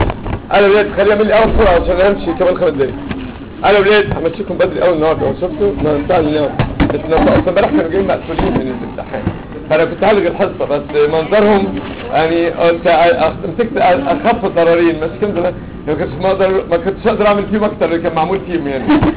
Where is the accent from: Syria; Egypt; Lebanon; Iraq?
Egypt; كلنا كده يعني انا منكم احنا مصريين ما اعرفش في الدول العربيه بيعملوا ايه